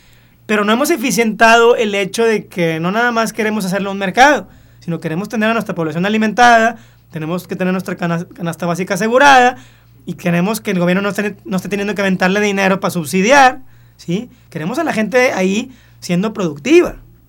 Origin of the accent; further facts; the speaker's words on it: Mexico; Si yo soy mexicano